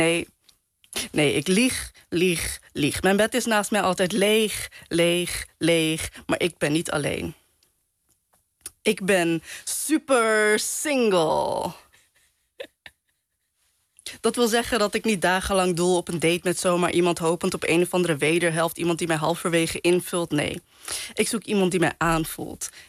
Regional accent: Netherlands; Ik ben Pakistaans, ik ben Surinaams, ik ben moslim. Ik ben in Nederland opgegroeid.

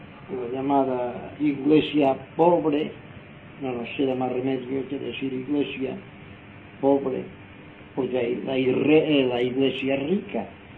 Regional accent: Inca, Balearic Islands, Spain; Aquí estamos en Palma de Mallorca. Yo, el que os habla, soy mallorquín, nací en el pueblo de Inca en el año 1918. Ahora tengo 82 años de edad.

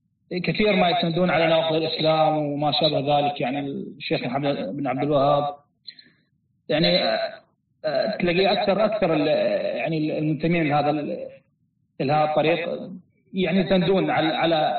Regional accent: Iraq; شيخ أنا من العراق

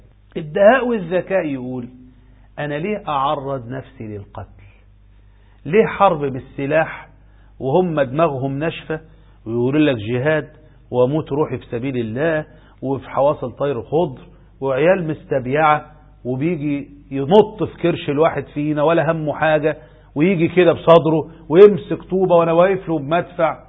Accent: Egypt; على ما نروح بلدنا مصر

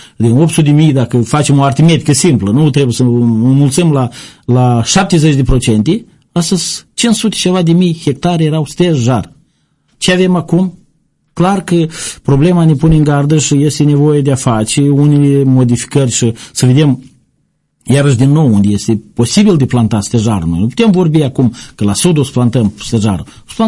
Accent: Sipoteni, Călărași District, Moldova; satul Leurdoaia este nu departe de satul meu Sipoteni, unde sunt de Baștenă, trăiesc.

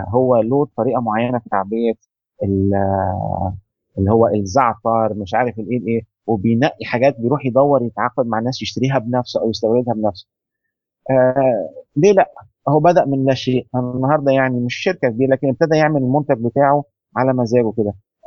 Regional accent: Egypt; أو العجل العربية زي ما بنقول عندنا في مصر

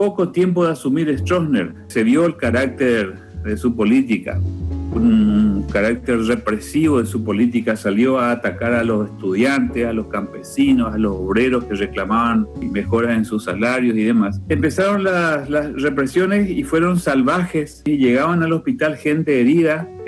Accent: Asunción, Paraguay; yo nací acá en Asunción y por esas cosas de la vida estoy viviendo a esta edad, tengo 64 años hoy, en la misma casa donde nací. Nací en este mismo lugar, en esta casa. Yo no nací en el hospital, sino debajo de unos árboles de mango que están aquí en el patio.

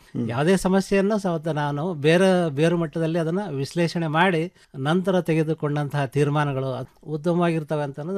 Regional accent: Byadagi, Karnataka, India; also born or lived in Hirekerur; now in Huvina Hadagali, India; ಜನ್ಮಸ್ಥಳ ಹಿರೇಕೆರೂರು, ನಮ್ಮ ಸ್ವಂತ ಊರು ಬ್ಯಾಡಗಿ ಅಂಥೇಳಿ. ನಾವು ಈಗ ನೆಲೆಯೂರಿದ್ದು ಹೂವಿನಡಗಲಿ, ಬಳ್ಳಾರಿ ಜಿಲ್ಲೆ ಅಂದರೆ ಈಗಿನ ವಿಜಯನಗರ ಜಿಲ್ಲೆ ಅಂತ ನಾವು ಮಾಡ್ಕೊಂಡಿದ್ದೀವಿ.

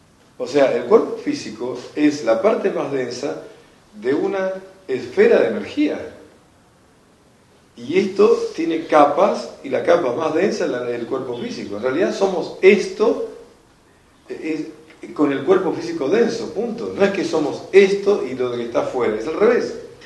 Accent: Argentina; porque somos argentinos los que estuvimos allá en la audiencia

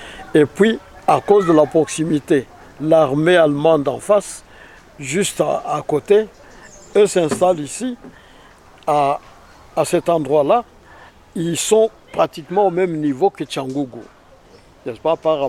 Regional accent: South Kivu, DR Congo; Disons que moi je suis né dans les environs puisque je suis né à Katana, j'ai grandi un peu à Bunyakiri jusqu'à l'âge de 6 ans et puis à Katana de nouveau 3 ans et puis à Mulungu, à l'Ineak Mulungu où mon père travaillait. Donc je suis dans les environs.

